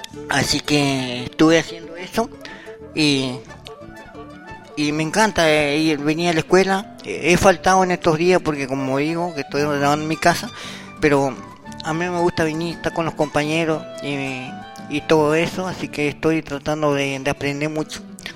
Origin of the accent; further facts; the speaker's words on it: El Bolsón, Río Negro, Argentina; Yo soy nacido en el Bolsón